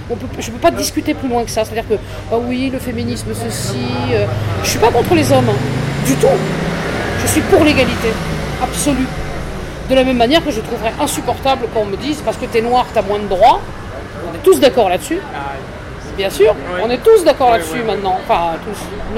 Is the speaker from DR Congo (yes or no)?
no; France; à travers les réflexes qu'on peut avoir quand on est français